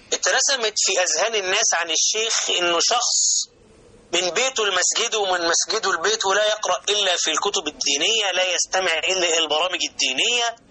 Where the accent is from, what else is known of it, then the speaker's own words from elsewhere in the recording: Alexandria, Alexandria Governorate, Egypt; وأنا من الإسكندرية ومن المكفوفين